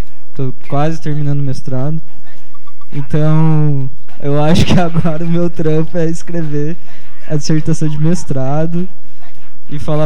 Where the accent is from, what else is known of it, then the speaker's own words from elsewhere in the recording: Curva do Rio, São Paulo, Brazil; now in São Carlos, Brazil; Nascido e criado na Curva do Rio, do interior paulista. É, vim parar aqui em São Carlos por acaso.